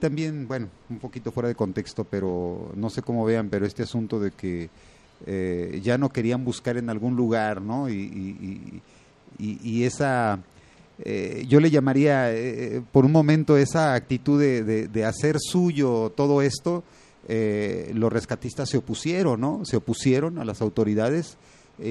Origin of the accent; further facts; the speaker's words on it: Mexico; somos como mexicanos, como seres humanos, como ciudadanos